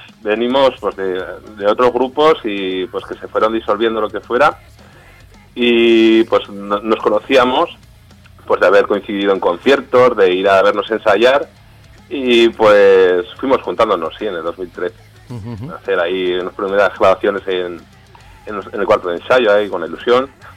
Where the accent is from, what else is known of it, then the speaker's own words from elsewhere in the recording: Falces, Navarre, Spain; Yo soy de Falces, de otro pueblo que es vecino.